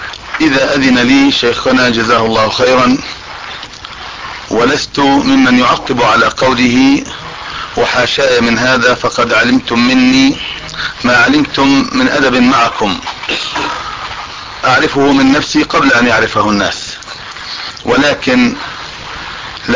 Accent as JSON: {"language": "Arabic", "town": "Amman", "region": "Amman Governorate", "country": "Jordan", "said": "ان يمن علينا بهذا اللقاء او باللقاء في بلدنا عمان"}